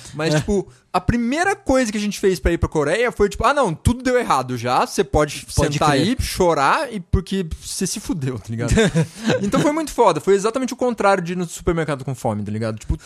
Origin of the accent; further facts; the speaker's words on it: Brazil; Ah, a gente é do Brasil.